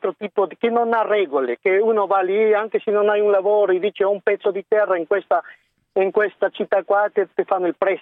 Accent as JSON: {"language": "Italian", "region": "Cusco", "country": "Peru", "said": "Io vengo dal Perù, da una città dove la cocaina è la più pura al mondo."}